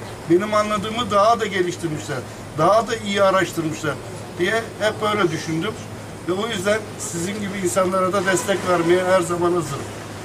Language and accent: Turkish; İzmir, Turkey; İzmirliyim. Emekliyim.